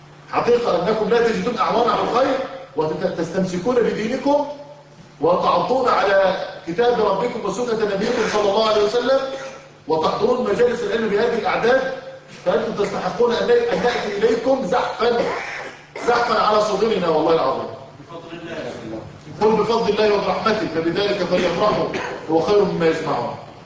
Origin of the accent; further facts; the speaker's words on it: Egypt; على فكرة دي رأي المفتي عندنا في مصر